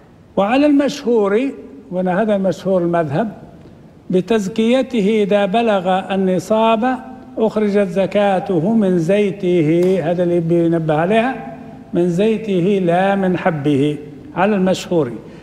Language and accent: Arabic; Libya; معروف عندنا في ليبيا هذا